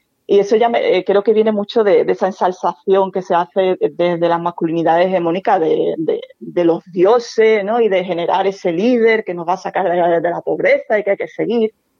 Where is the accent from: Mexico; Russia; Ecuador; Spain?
Spain; Andalusia; Y yo soy andaluza